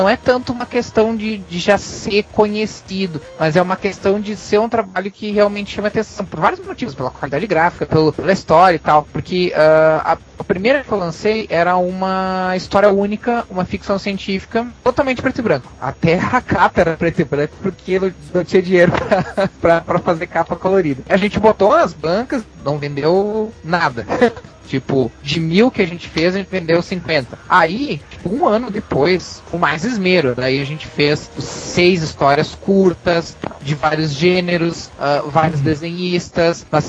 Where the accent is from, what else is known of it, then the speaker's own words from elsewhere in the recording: Rio Grande do Sul, Brazil; eu sou do Rio Grande do Sul.